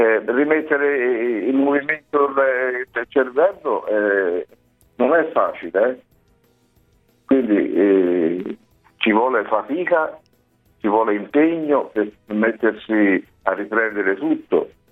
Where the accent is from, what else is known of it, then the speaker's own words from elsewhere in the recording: Florence, Tuscany, Italy; Io sono un fiorentino, quindi ho avuto la fortuna di lavorare a Firenze